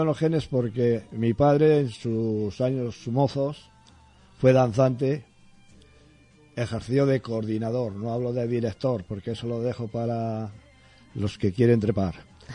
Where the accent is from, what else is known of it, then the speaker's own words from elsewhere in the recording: Torrelavega, Cantabria, Spain; Nací en Torrelavega. Y me pego con el quien sea para decir que yo nací en Torrelavega.